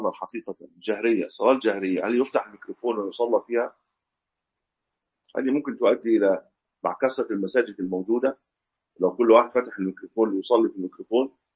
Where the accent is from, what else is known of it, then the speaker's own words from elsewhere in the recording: Egypt; ليست عندنا في مصر، في بعض البلاد يقيموا من غير ميكروفون